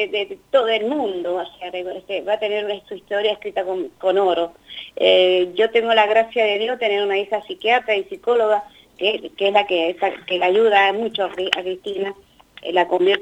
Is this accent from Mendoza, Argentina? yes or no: yes; Mendoza, Argentina; now in Buenos Aires, Argentina; Yo soy mendocina con mucho orgullo. Yo vivo acá en Buenos Aires